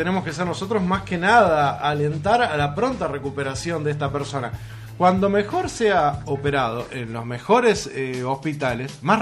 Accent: Uruguay; Como uruguayos tenemos que velar por la salud de cada uno de los ciudadanos de este país.

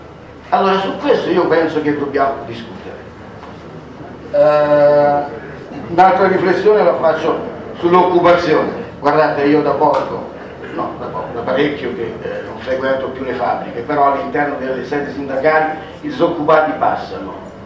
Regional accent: Novi Ligure, Piedmont, Italy; se io abito a parlo di Novi Ligure perché vengo da Novi Ligure, c'è l'industria del cioccolato molto fiorente

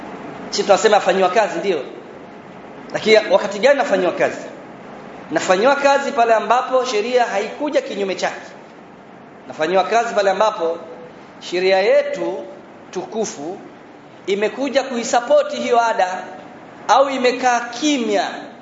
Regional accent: Tanzania; Na mimi natoka Tanzania.

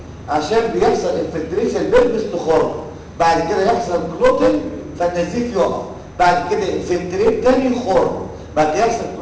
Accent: Egypt; عندنا في مصر تحكي لغه بلدنا كده

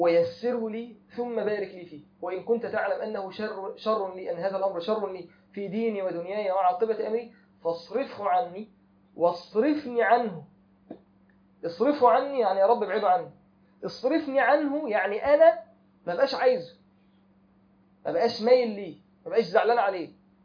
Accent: Egypt; احنا عارفين ان احنا عندنا المخطوبين في حكم المتجوزين معروف عندنا في مصر كده

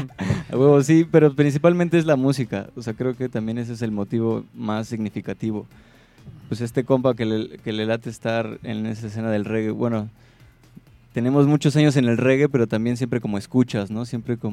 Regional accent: State of Mexico, Mexico; Nosotros somos originarios de Catepec, ¿no? Estado de México.

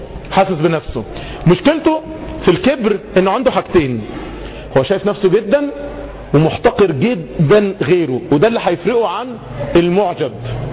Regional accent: Egypt; احنا كمصريين، احنا كمصريين يشيع جدا، عشان احنا شعوب شرقية عكس الغربيين.

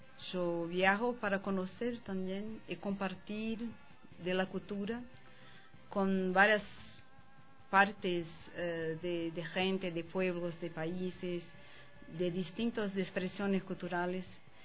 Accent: Brazil; Sí, soy de Brasil, donde los tambores son fuertes, la música es fuerte de varias partes.

